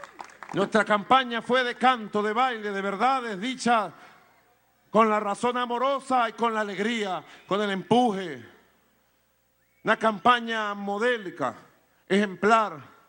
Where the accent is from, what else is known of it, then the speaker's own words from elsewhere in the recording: Caracas, Capital District, Venezuela; Pero desde niño En la cuadra donde me crié, aquí en Caracas, nací, me crié